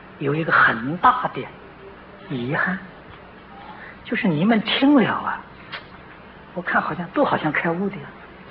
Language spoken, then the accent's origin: Chinese; China; 那么这两个字有一点像我们中国人讲的愚者，